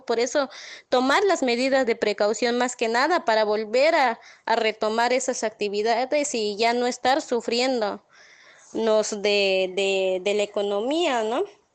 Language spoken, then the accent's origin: Spanish; Palenque, Chiapas, Mexico; soy de aquí de Palenque, Chiapas